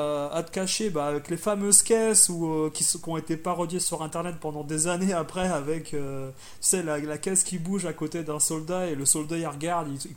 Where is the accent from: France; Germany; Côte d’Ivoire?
France; accent: French; je parle anglais couramment, il n'y a aucun problème, mais pour moi, je suis français à la base, et voilà, si tu veux, ça me dérange pas de parler avec un accent français